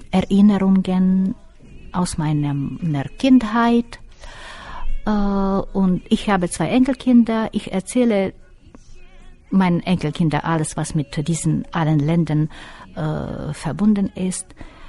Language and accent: German; Zakarpattia Oblast, Ukraine; born there; German is a second language; Ich bin geboren im Transkarpatischen Gebiet und das ist eine Fünfländerecke. Das Gebiet, wo ich geboren bin, hat slowakische Grenze, ungarische Grenze, rumänische, ein bisschen polnische und gehört zu der Ukraine.